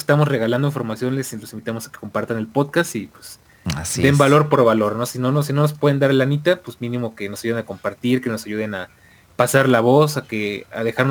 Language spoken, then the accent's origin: Spanish; Argentina; Como argentino, ¿qué estoy haciendo mal, boludo?